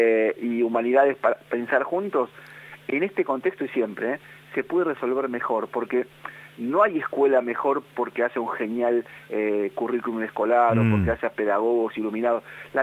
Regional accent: Argentina; nosotros tenemos solo tres leyes nacionales en nuestra historia como argentinos.

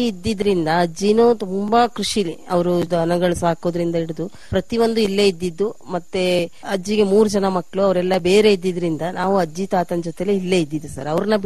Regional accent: Guddehosur, Karnataka, India; Sir, ನಾನು ಇದೇ ಮನೆಯಲ್ಲಿ ಹುಟ್ಟಿ ಬೆಳೆದಿದ್ದು, ಹಾಗಾಗಿ ಅಡ್ಜಸ್ಟ್ ಆಗಿದ್ದೀನಿ ಸರ್ ಇಲ್ಲೇ.

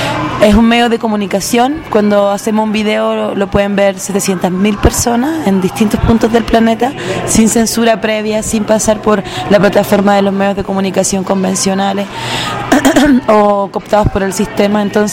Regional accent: Chile; soy mujer chilena, cantante, compositor, activista

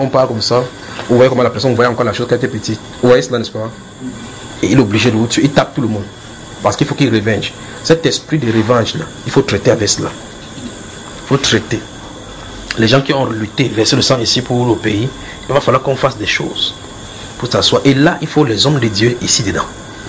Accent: Cameroon; Si tu es Camerounais, je suis Camerounais.

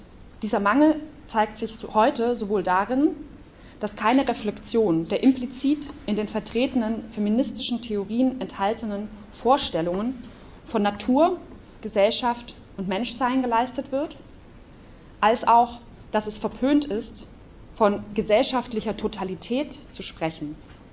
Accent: Leipzig, Saxony, Germany; ich komme aus Leipzig

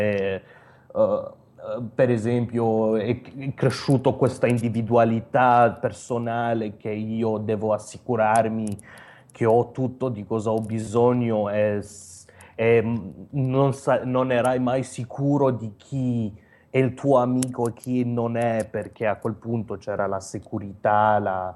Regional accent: Romania; Italian is a second language; moved away as an adult; now in Italy; quando sono partito dalla Romania, avevo un lavoro abbastanza buono, lavoravo per la Presidenza della Repubblica nel Dipartimento di Educazione.

